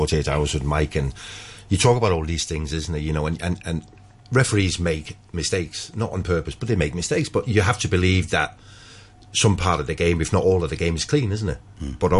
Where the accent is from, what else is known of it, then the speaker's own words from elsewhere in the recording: Denmark; I still work in media. I'm from Denmark.